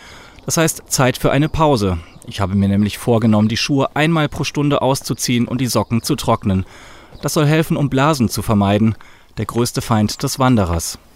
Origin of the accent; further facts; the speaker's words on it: Baden-Württemberg, Germany; dass sie aus meiner alten Heimat kommt, aus Südbaden